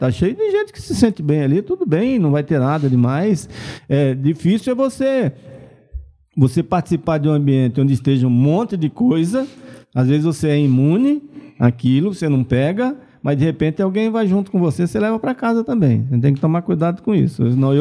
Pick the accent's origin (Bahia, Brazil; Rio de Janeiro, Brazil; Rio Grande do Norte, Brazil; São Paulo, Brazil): Bahia, Brazil; eu sou baiano, mas eu não gosto de carnaval